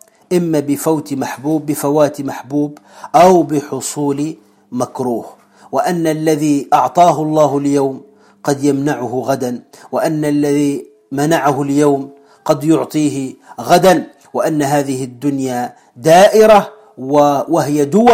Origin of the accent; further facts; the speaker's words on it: Tunisia; وكما نقول عندنا في تونس في مثل معروف